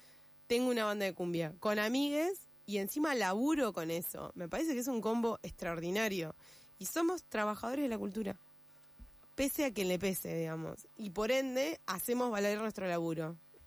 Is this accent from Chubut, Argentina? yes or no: yes; Gobernador Costa, Chubut, Argentina; Yo vengo de Chubut, ¿no? Cuando me fui a estudiar de mi pueblo, que se llama Gobernador Costa, me fui a estudiar Esquel, la secundaria, el viejo Polimodal.